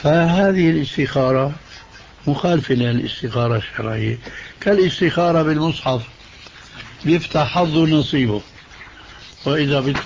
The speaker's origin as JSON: {"language": "Arabic", "town": "Damascus", "region": "Damascus Governorate", "country": "Syria", "said": "هذه كانت تستعمل عندنا في دمشق"}